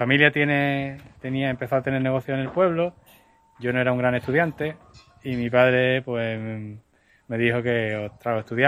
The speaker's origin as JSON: {"language": "Spanish", "town": "Málaga", "region": "Andalusia", "country": "Spain", "said": "Yo no soy de pueblo, soy de Málaga"}